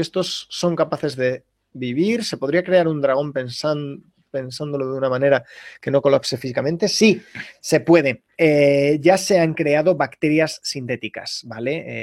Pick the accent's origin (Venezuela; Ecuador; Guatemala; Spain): Spain; Valladolid, Castile and León; now in Seville, Spain; Soy de Valladolid. Viví durante 11 años en León. Ahora vivo en Sevilla, pero yo soy de Valladolid.